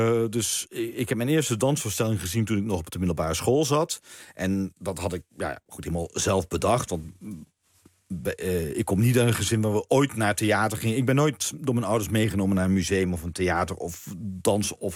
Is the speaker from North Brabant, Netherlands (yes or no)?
no; Maastricht, Limburg, Netherlands; En toen kwam er in Maastricht, waar ik vandaan kwam, ja, daar had je natuurlijk geen eigen balletgezelschap